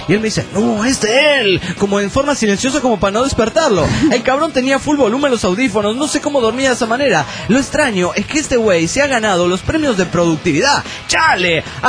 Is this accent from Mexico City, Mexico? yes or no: no; State of Mexico, Mexico; del Estado de México.